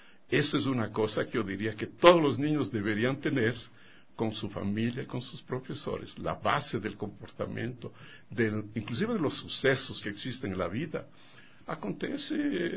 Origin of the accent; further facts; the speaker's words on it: Quito, Pichincha, Ecuador; tal vez la forma como aconteció mi infancia es de todo mundo aquí en Quito, ¿no? Yo nací en San Juan